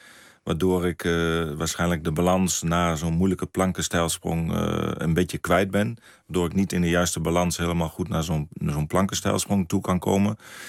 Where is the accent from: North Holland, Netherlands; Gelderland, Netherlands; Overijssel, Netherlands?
Overijssel, Netherlands; Zwolle; ik ben geboren in Zwolle. En vroeger, ik woonde bij mijn ouders in Berkum. En dan liepen we naar het stadion in Zwolle met mijn vader. Dus vroeger was het Zwolle, maar ik ben al zo lang nou in Twente.